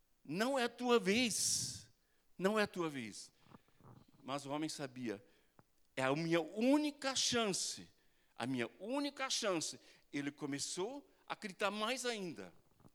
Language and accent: Portuguese; Germany; Portuguese is a second language; moved away; Eu fui criado no campo, na Alemanha, bem no interior, né? A nossa vilarejo tinha 1.600 habitantes.